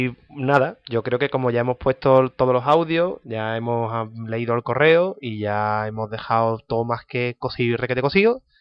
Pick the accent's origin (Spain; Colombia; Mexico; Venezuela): Spain; Yo, como buen español que soy, utilizo todas y cada una de las letras que componen mi vocabulario.